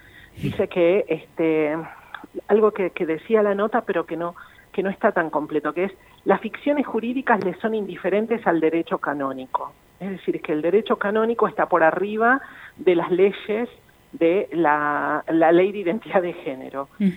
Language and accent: Spanish; Salta, Argentina; now in Buenos Aires, Argentina; yo vivo en la ciudad de Buenos Aires ahora, pero nací y crecí en Salta hasta que mi familia migró a la ciudad de Buenos Aires. Migramos todos juntos por cuestiones laborales y de ellos, de mis padres.